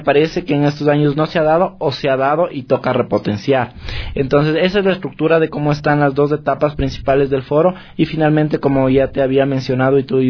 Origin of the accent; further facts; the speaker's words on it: Quito, Pichincha, Ecuador; pero a representarnos como quiteños